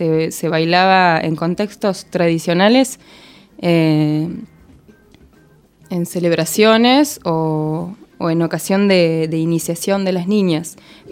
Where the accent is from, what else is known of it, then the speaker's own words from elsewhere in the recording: Coronel Pringles, Buenos Aires Province, Argentina; No, soy del interior, de Coronel Pringles.